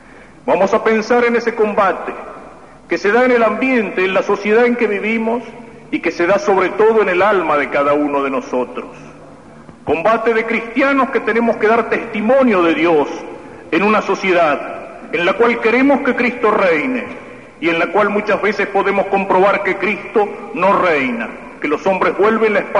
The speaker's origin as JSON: {"language": "Spanish", "country": "Argentina", "said": "Nos preocupa como argentinos, nos preocupa como católicos."}